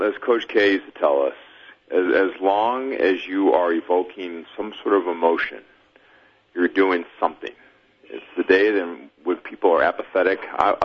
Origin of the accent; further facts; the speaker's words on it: Michigan, United States; one of my personal favorites growing up in Michigan